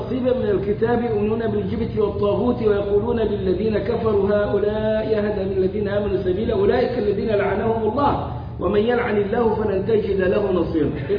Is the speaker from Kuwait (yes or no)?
no; Egypt; عندنا في مصر يقولوا